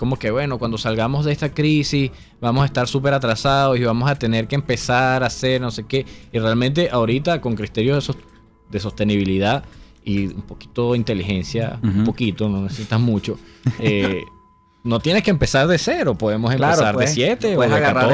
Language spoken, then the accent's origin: Spanish; Venezuela; ay, somos venezolanos y nosotros hacemos las cosas así o así